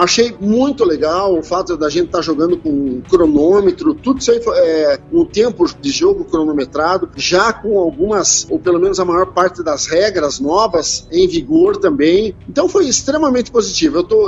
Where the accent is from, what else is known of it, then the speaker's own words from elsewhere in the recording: Paraná, Brazil; Aqui na minha terra, que hoje é a capital do basquetebol em cadeira de rodas do Paraná